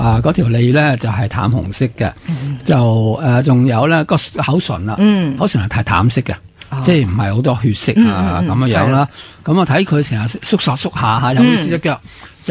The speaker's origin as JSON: {"language": "Cantonese", "country": "China", "said": "我哋系中国人啦"}